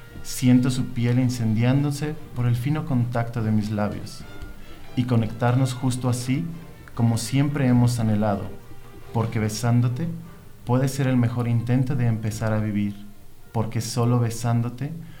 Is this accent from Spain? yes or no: no; Mexico City, Mexico; Bueno, soy originario del DF, he tenido una vida muy interesante.